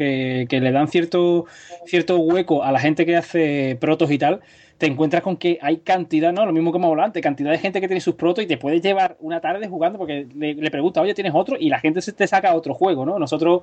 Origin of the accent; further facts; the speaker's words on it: Cádiz, Andalusia, Spain; now in Puerto Real, Spain; sí. Y soy de... Bueno, soy de Cádiz, pero vivo en Puerto Real, que es un pueblecito que está cerca de Cádiz.